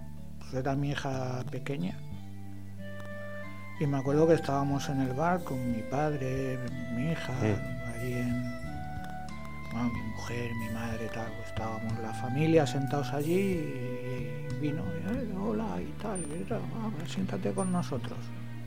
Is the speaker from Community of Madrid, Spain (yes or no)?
yes; Madrid, Community of Madrid, Spain; Yo me acuerdo de cuando era chaval también, yo vivía en Madrid